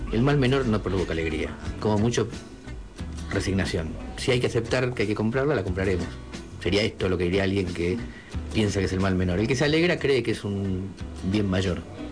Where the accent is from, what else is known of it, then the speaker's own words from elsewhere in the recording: Argentina; también como pueblo argentino nos alegramos cuando la vendimos.